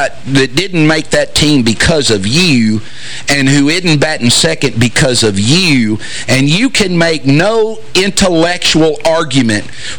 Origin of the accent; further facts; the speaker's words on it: Kentucky, United States; but I am from Kentucky, so I'm insecure about that myself.